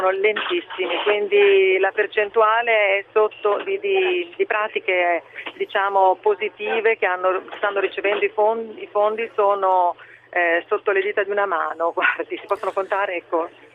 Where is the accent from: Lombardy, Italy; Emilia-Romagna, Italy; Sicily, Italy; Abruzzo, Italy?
Emilia-Romagna, Italy; Medolla; io purtroppo risiedo nell'area del terremoto, perché sono di Medolla proprio